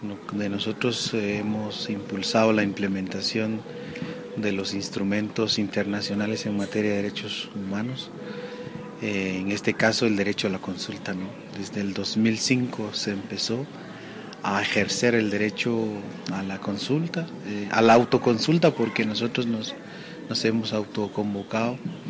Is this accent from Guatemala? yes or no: yes; Guatemala; Yo vengo de Guatemala, del Consejo de Pueblos Mayas de Guatemala.